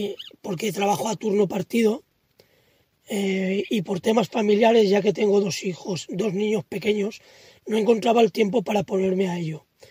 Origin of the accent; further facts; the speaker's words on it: Rafelbunyol, Valencian Community, Spain; Para la novela me inspiré en mi pueblo